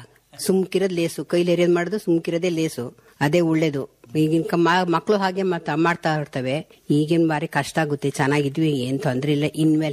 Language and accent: Kannada; Kuguru, Karnataka, India; ನಾವು ಕೂಗೂರಲ್ಲಿ ಹುಟ್ಟಿ ಬೆಳೆದಿದ್ದು, 50 ವರ್ಷ ಆಯ್ತು ಮದುವೆ ಆಗಿ.